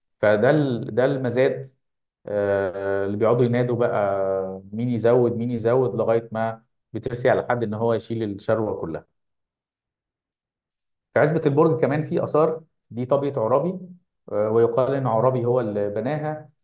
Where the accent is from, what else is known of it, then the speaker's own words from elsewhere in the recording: Damietta, Damietta Governorate, Egypt; قلت له لا من دمياط. فقال لي لا، انت لهجتك مش دمياطي. فقعدت اثبت له ان انا من دمياط.